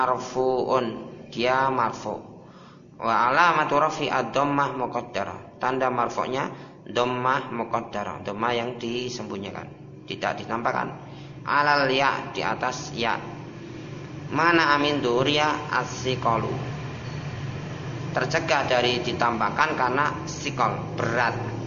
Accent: Java, Indonesia; Kalau kita orang Jawa, apa-apa mudah, sesuai dengan daerahnya masing-masing.

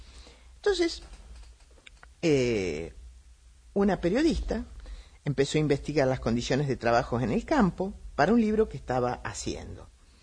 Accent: Argentina; lo que yo quería contarle es un tema que tiene que ver con nosotros los argentinos

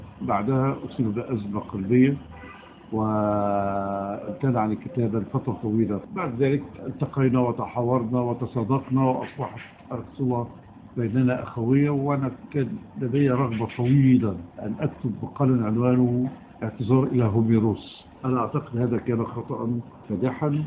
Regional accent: Egypt; دايما عندنا في مصر ظاهرة ثورة إلا خمسة

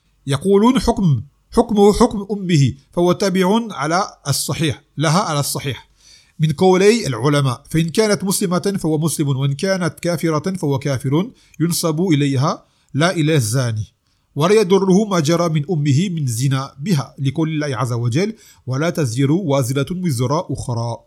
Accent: Martinique; je suis martiniquais, et depuis avant l'islam, il y a chez nous des histoires qui touchent à ce genre de choses

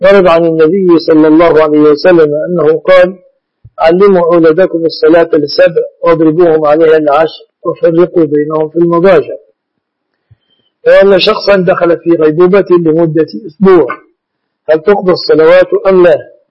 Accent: Egypt; وقد عهد من أحوال الناس في بلادنا مصر

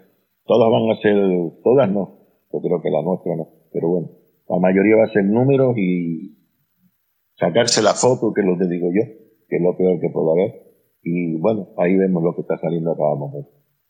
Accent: Canary Islands, Spain; accent: Canarian; Y el acento canario, la verdad que sí se lo di porque soy más mal hablado.

